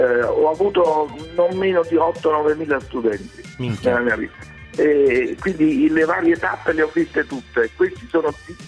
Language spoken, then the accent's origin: Italian; Naples, Campania, Italy; Io sono napoletano